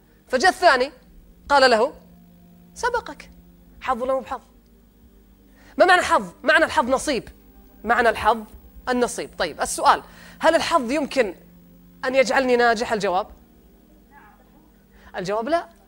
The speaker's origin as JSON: {"language": "Arabic", "country": "Saudi Arabia", "said": "لذلك إحنا عندنا في السعودية نسبة اللي يصدر من الأموال للخارج 96 مليار سنويا"}